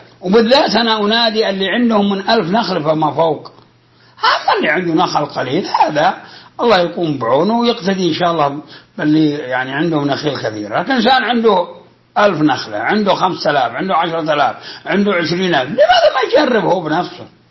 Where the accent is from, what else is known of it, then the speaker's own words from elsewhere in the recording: Al-Qassim, Saudi Arabia; وجاء في ندوة بوزارة الزراعة في عنيزة عندنا في القصيم